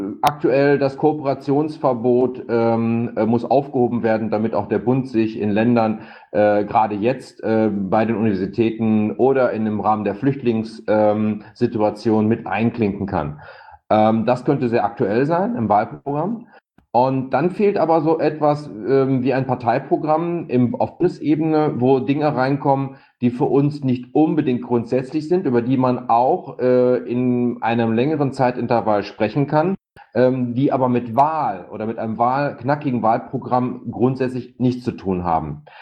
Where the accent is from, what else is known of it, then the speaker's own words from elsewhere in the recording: North Rhine-Westphalia, Germany; ich komme aus NRW